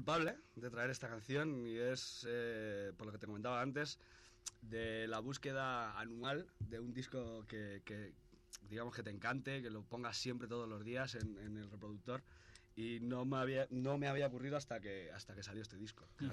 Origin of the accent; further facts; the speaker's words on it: Alicante, Valencian Community, Spain; now in Madrid, Spain; Son y yo somos de Alicante.